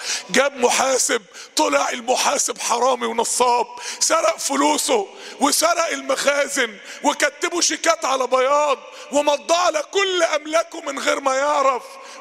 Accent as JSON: {"language": "Arabic", "country": "Egypt", "said": "تاني احنا عندنا في مصر 40% من الشعب تحت خط الفقر"}